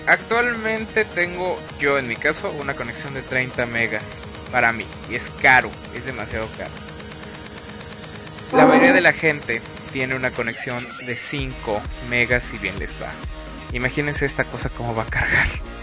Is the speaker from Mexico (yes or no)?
yes; Mexico; como buenos mexicanos, se lo estén robando al pobre cuate que está pagando